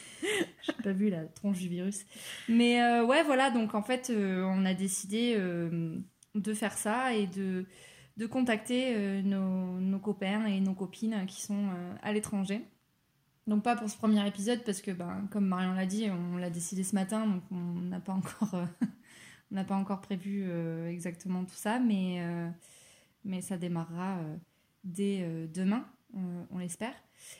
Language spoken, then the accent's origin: French; Pau, Nouvelle-Aquitaine, France; now in Toulouse, France; Je suis aussi originaire de Pau, j'habite à Toulouse avec Marion.